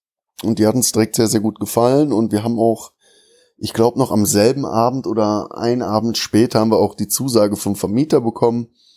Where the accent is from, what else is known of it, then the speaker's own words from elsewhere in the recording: Bonn, North Rhine-Westphalia, Germany; Also ich bin ja in Bonn geboren und in diesem einen Dorf halt auch aufgewachsen, habe auch nie wirklich weit weg von meinem Heimatdorf gewohnt.